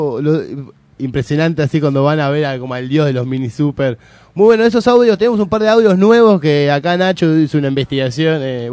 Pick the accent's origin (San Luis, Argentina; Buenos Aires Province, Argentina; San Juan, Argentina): Buenos Aires Province, Argentina; Benavídez; quiera decir hola, somos de Benavides, nos recabe el programa, bueno, somos re cool, somos re snap.